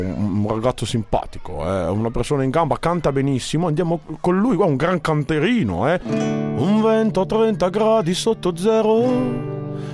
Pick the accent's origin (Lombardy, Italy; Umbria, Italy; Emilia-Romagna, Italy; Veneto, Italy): Lombardy, Italy; A me sono lombardo.